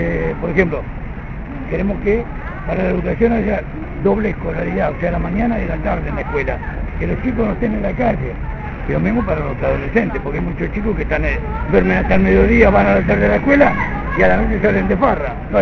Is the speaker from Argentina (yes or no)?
yes; Tucumán, Argentina; Yo soy de Tucumán justamente